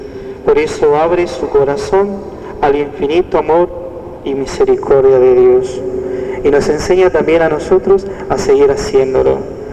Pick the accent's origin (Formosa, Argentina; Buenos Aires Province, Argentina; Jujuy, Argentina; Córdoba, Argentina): Formosa, Argentina; ¿Cuántas necesidades como formoseños, como argentinos, seguimos teniendo en el día de hoy?